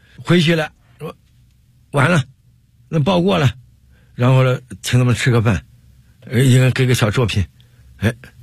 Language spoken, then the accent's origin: Chinese; Henan, China; now in Beijing, China; 我来北京怎么打的天下？就是我是河南人